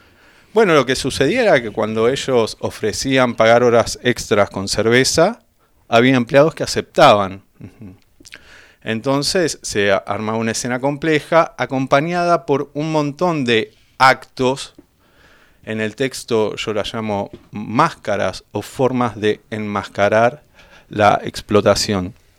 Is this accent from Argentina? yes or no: yes; Benito Juárez, Buenos Aires Province, Argentina; moved away as an adult; now in La Plata, Argentina; yo no soy de La Plata, yo soy de Benito Juárez. Me vine en pendejo, como a los 18 años, yo ya estaba viniendo acá, viviendo acá.